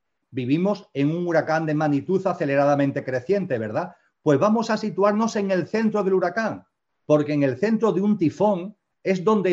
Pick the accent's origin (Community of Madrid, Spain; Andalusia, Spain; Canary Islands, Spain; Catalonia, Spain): Andalusia, Spain; en Andalucía, donde yo resido, donde yo vivo, donde yo nací y vivo